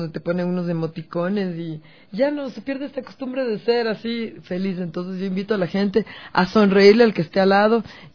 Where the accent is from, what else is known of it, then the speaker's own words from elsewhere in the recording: Quito, Pichincha, Ecuador; recordar que somos unos quiteños